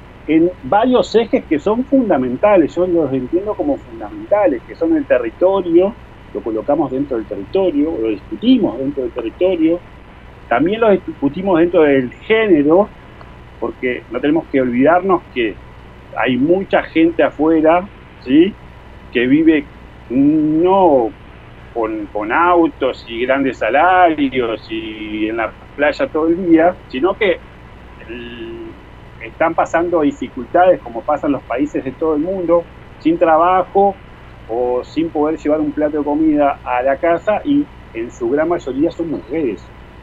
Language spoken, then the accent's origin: Spanish; Uruguay; sentimos que somos uruguayos porque causa de nuestras costumbres, nuestra cultura, historias, afectos, de nuestro imaginario colectivo